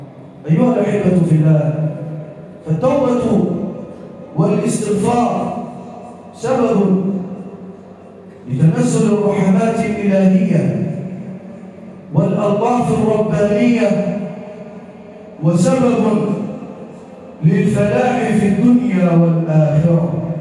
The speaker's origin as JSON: {"language": "Arabic", "country": "Egypt", "said": "واجعل بلدنا مصر راحة للأمن والأمان والسلم والسلام"}